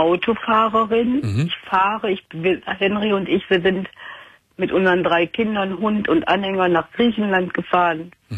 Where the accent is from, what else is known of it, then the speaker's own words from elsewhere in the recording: North Rhine-Westphalia, Germany; im Ruhrgebiet, wo ich herkomme